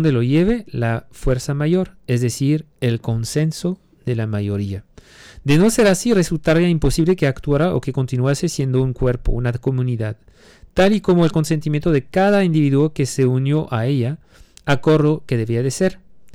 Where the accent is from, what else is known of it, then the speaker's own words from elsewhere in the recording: France; Spanish is a second language; now in Mexico; Yo, siendo francés, no teniendo la nacionalidad mexicana, como quiera tengo que pagar impuestos como ustedes